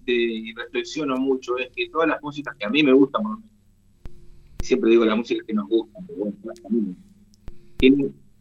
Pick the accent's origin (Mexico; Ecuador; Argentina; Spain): Argentina; Somos músicos argentinos que tocábamos ya, pero fundamentalmente somos argentinos, vivimos acá, nos desarrollamos acá, entonces tocamos música de acá necesariamente.